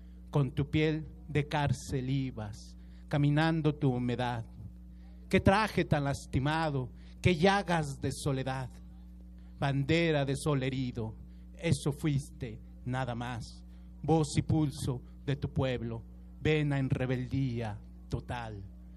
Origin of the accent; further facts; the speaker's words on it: State of Mexico, Mexico; yo como soy del municipio de Catepec, Estado de México